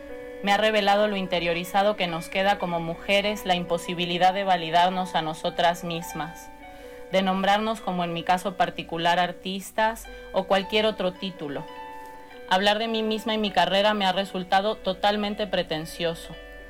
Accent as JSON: {"language": "Spanish", "country": "Argentina", "also_born_or_lived": "Mexico", "said": "Soy argentina y mexicana."}